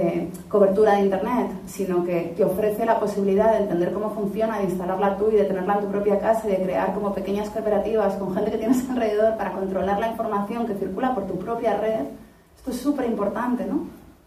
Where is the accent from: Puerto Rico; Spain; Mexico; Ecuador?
Spain; soy ciudadana española. Y como ciudadana española, es mi obligación ser administrada por el gobierno.